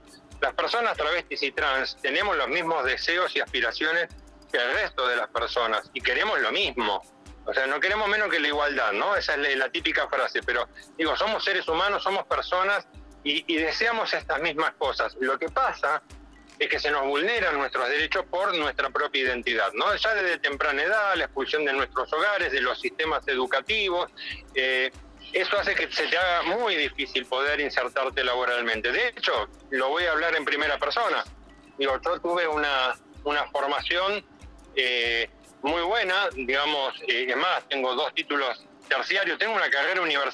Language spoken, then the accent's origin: Spanish; San Martín, Buenos Aires Province, Argentina; Yo soy de la Municipalidad de San Martín, en la provincia de Buenos Aires